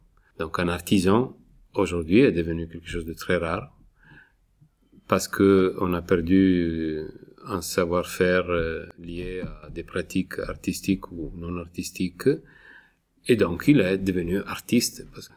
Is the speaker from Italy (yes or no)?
yes; Italy; En Italie, je suis italien, ce problème est arrivé au niveau de la politique.